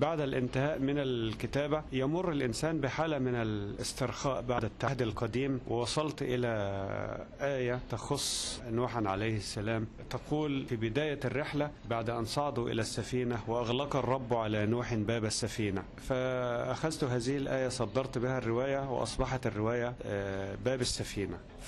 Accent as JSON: {"language": "Arabic", "country": "Egypt", "said": "عندنا في مصر سيرة أخرى من السير المهمة جدا"}